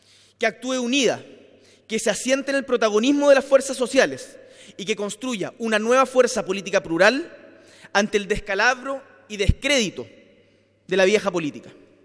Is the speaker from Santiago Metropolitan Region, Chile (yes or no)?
no; Magallanes, Chile; Yo vengo desde Magallanes